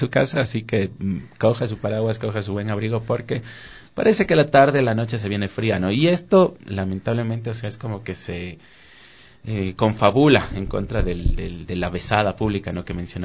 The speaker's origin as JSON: {"language": "Spanish", "town": "Quito", "region": "Pichincha", "country": "Ecuador", "tie": "born or raised there", "said": "No soy quiteño de nacimiento, pero he vivido prácticamente toda mi vida acá en Quito."}